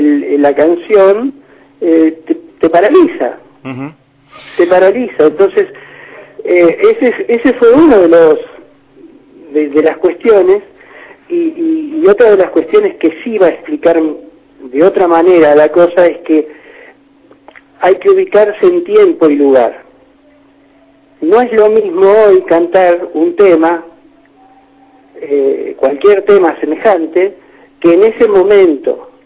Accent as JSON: {"language": "Spanish", "region": "Buenos Aires", "country": "Argentina", "said": "En Buenos Aires, porque soy de Buenos Aires, y en la Argentina, porque soy argentino"}